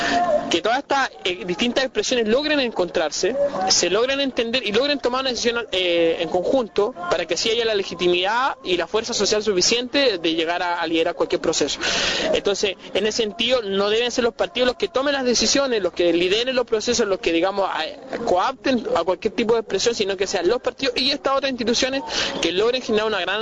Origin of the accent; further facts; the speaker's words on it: Chile; No somos ni paraguayos, ni uruguayos, ni ecuatorianos, somos chilenos